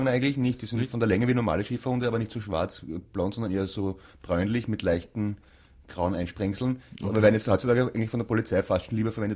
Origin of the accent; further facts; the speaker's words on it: Upper Austria, Austria; also ich bin eigentlich, wie gesagt, Oberösterreicherin, aber ich lebe an der Grenze zum Burgenland in Niederösterreich